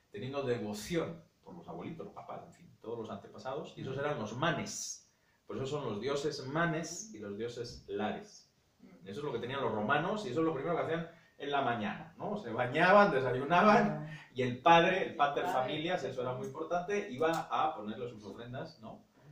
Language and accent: Spanish; England, United Kingdom; a mí me viene un poco de familia, pero pues yo nací y me crié en Inglaterra y demás